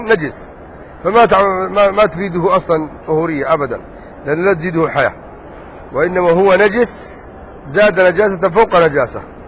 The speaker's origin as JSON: {"language": "Arabic", "country": "Yemen", "said": "لا انا يمني مش في السعوديه"}